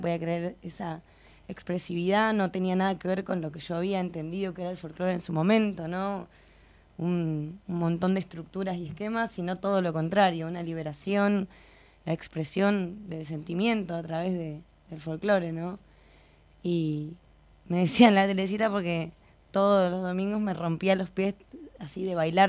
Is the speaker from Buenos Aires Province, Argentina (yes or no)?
yes; La Plata, Buenos Aires Province, Argentina; born there; Sí, sí, nací en La Plata.